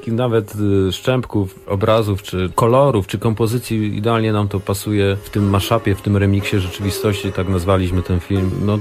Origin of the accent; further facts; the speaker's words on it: Silesian Voivodeship, Poland; robiliśmy dużo realizacji u siebie na Śląsku